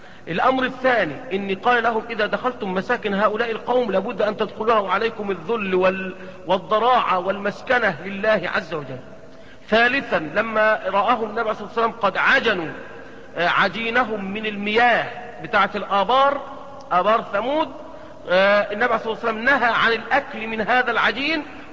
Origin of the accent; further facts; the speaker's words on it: Egypt; يعني احنا عندنا في مصر الأهرامات